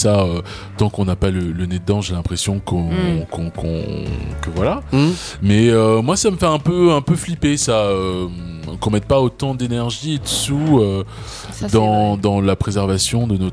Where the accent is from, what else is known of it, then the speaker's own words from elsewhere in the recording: Gabon; moi, mon pays d'origine, c'est le Gabon, c'est à l'équateur